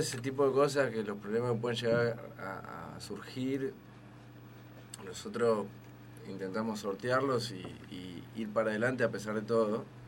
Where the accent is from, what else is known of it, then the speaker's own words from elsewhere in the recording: San Antonio de Areco, Buenos Aires Province, Argentina; born there; also born or lived in Chivilcoy; No, yo nací en San Antonio de Areco, pero viví mucho tiempo en Chivicoy.